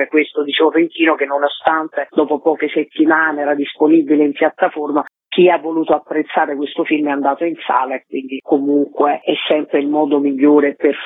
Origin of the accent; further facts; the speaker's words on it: Naples, Campania, Italy; particolarmente perché sono napoletana e quindi mi sono anche molto divertita